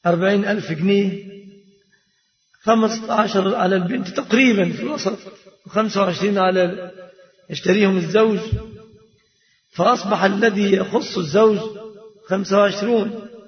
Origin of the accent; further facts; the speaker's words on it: Egypt; فهذه صورة الصداق عند الغالبية العظمى في بلادنا مصر